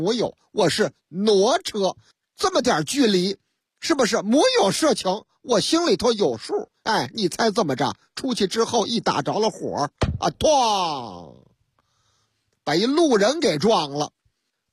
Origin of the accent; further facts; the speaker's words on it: Shaanxi, China; 哎呀，我们陕西人就好这口啊，喝这个老风酒